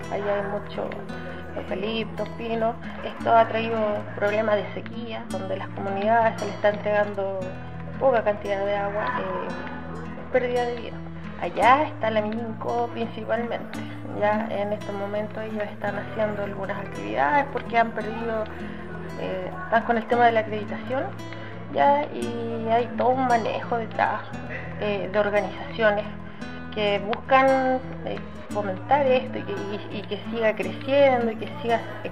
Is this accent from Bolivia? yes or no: no; Nueva Imperial, Araucanía, Chile; soy de territorio de la Araucanía, específicamente la ciudad Nueva Imperial.